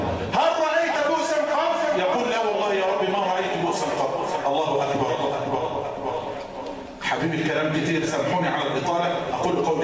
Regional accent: Egypt; اللهم اجعل بلدنا مصر أمنا أمانا سخاء رخاء

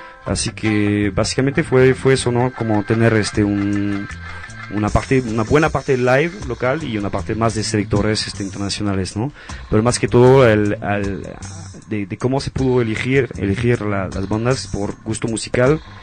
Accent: Mexico; estoy yo, soy mexicano parece

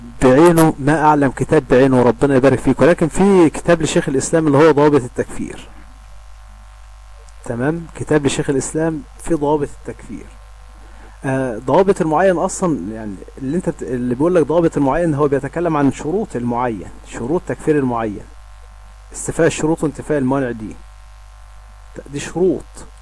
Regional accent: Egypt; اللي هم عندنا في مصر يقول لك إيه ده

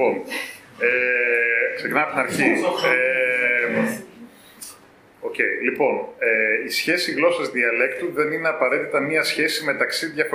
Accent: Cyprus; Λέω γιατί εγώ είμαι Κύπρια, η πατρίδα μου κατέχεται

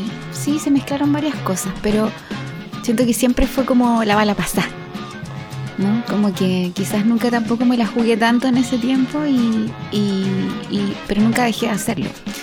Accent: Santiago, Santiago Metropolitan Region, Chile; Sí, soy santiaguina, de Santiago.

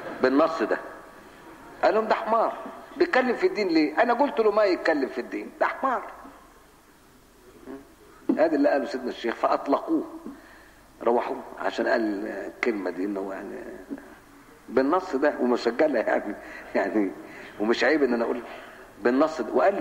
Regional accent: Cairo, Cairo Governorate, Egypt; now in Alexandria, Egypt; انا بقى قاهري، انا مش اسكندراني، انا قاهري، انا جيت هنا بحكم العمل، قاهري. ومن طلاب مدرسه اشتهرت بمثل هذه الامور، مدرسه الخديويه الثانويه، وبيتي جنب المركز العام للاخوان المسلمين

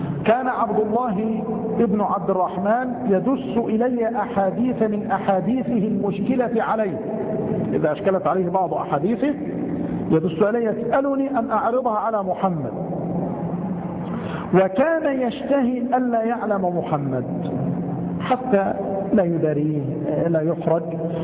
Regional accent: Egypt; الفأس يا أخوان التي عندنا في مصر نقول عنها الفأس هي المسحاة

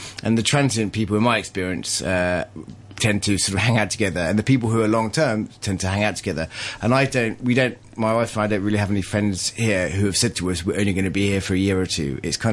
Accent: East Midlands, United Kingdom; I grew up in Leicestershire, and Leicester is 50% non-white.

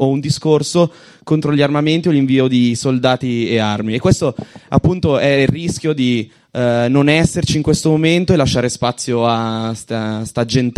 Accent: Lombardy, Italy; io vengo dalla provincia di Varese ed è una zona totalmente disseminata di fabbriche di morte.

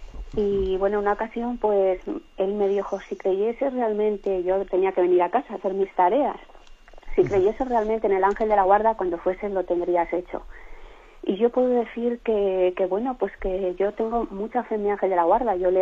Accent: León, Castile and León, Spain; que yo soy de León

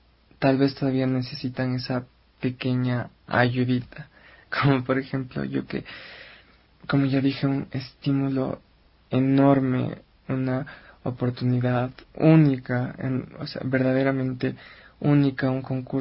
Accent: Ecuador; yo creo que es una experiencia muy, muy, muy, muy grata para todos, como compositores y como ecuatorianos.

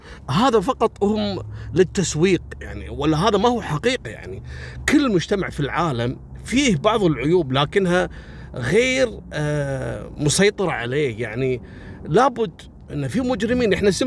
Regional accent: Kuwait; احنا ككويتيين

